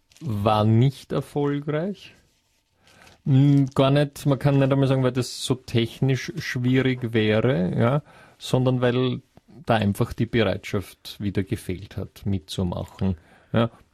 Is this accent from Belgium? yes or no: no; Austria; solche sieht man bei uns in Österreich sonst gar nicht so leicht